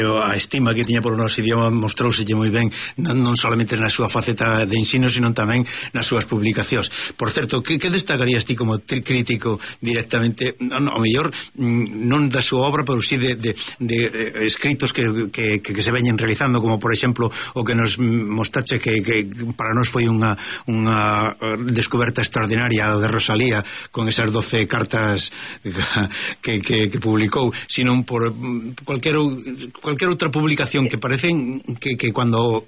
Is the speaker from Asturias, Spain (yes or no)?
no; Galicia, Spain; que destaca precisamente que nos honra como galegos, non?